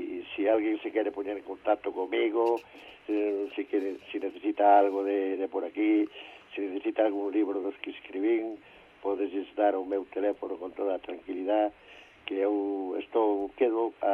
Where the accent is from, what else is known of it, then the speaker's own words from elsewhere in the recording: A Fonsagrada, Galicia, Spain; Hombre, non deixa de ser a miña aldea, de ser o meu povo, e gustame moito ir ali.